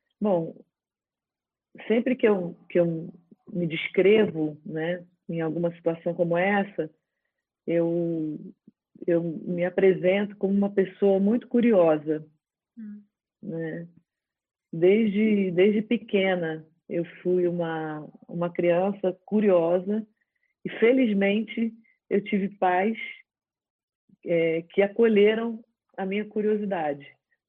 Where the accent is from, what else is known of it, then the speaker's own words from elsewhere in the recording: Rio de Janeiro, Brazil; Eu vivo no Brasil, sou brasileira, né? Sou carioca, nascida no Rio de Janeiro